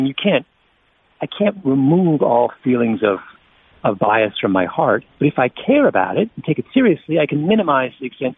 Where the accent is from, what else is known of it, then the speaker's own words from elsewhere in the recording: Canada; I mean, I'm a Canadian, really